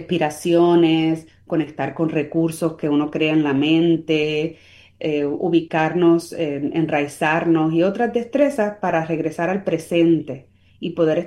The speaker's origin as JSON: {"language": "Spanish", "country": "Puerto Rico", "said": "yo soy boricua, soy Spanglish"}